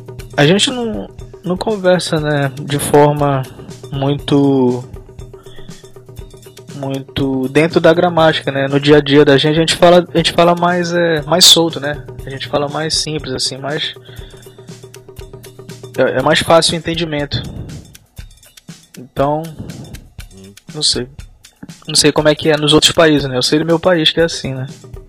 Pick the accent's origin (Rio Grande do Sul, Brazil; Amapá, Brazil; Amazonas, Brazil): Amapá, Brazil; Macapá; born there; lá na minha cidade, lá onde eu nasci, Macapá, é perto da Guiana Francesa, né? E lá o pessoal fala o dialeto crioulo, se não me engano. Aí tem um pessoal que fala bem francês lá na minha cidade, entendeu? Mas eu não tive tempo de aprender.